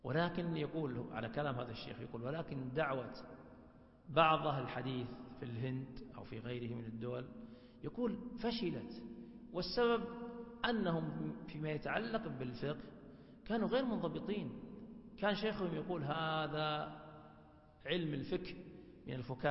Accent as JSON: {"language": "Arabic", "region": "Hejaz", "country": "Saudi Arabia", "said": "والعوام عندنا في الحجاز يقولون مثال بسيط عند العوام"}